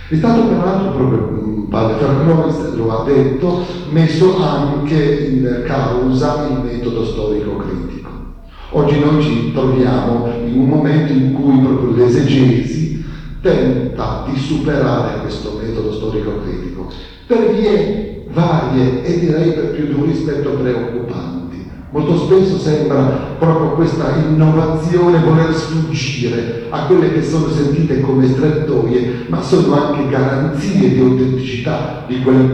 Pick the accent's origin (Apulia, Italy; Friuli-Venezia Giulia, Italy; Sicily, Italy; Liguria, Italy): Liguria, Italy; Savona; now in Trento, Italy; vengo da Savona, ma sono insegnante qui all'Istituto di Trento, quindi sono trentino in questo.